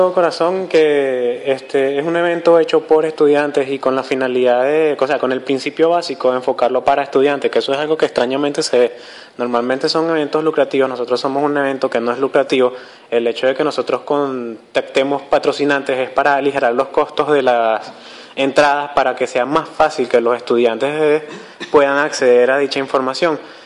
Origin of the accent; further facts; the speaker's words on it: Venezuela; ese es un fallo que nosotros tenemos como comunidad venezolana